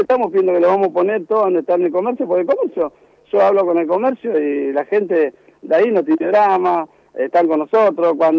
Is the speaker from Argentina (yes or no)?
yes; Moreno, Buenos Aires Province, Argentina; Yo me crié en Moreno, viví en la estación de Moreno